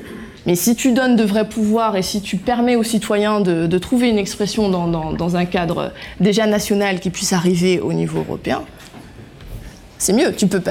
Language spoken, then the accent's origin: French; France; pour nous c'est plus facile à dire quand on est français parce qu'on a un poids économique important dans l'Union européenne.